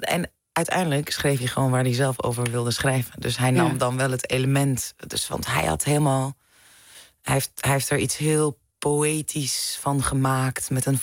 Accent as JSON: {"language": "Dutch", "town": "Amsterdam", "region": "North Holland", "country": "Netherlands", "tie": "born or raised there", "also_born_or_lived": "Zaandam", "said": "Als vrouw van kleur die een artiest is, geboren en getogen in Amsterdam en Zaandam."}